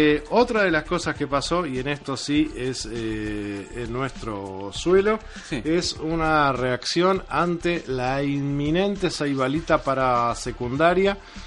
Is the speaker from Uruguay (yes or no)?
yes; Uruguay; Por algo somos la Suiza de América, ¿no?